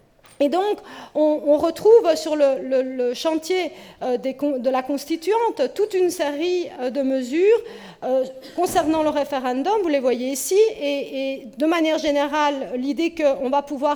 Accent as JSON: {"language": "French", "country": "Belgium", "said": "et ça on a oublié chez nous en Belgique"}